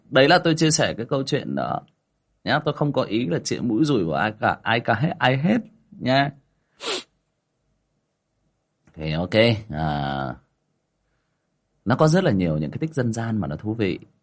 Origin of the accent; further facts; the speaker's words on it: Hưng Yên, Vietnam; Mình người Hưng Yên gốc thì bảo Hưng Yên xịn luôn không? Đấy. Mình người Hưng Yên xịn.